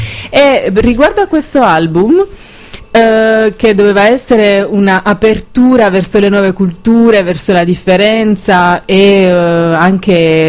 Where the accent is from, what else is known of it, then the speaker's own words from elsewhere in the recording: Apulia, Italy; now in Naples, Italy; per me, da brava pugliese, è stato molto difficile imparare a capire il napoletano. Quando mi sono trasferita a Napoli mi sentivo una straniera emigrata.